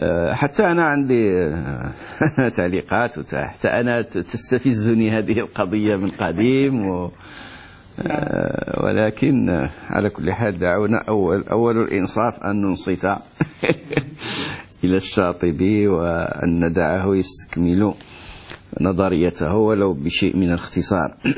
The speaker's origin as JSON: {"language": "Arabic", "country": "Morocco", "said": "احنا عندنا في المغرب الفلاحون يقولون المنازل، ما عرفش عندكم ماذا تسمى المنازل"}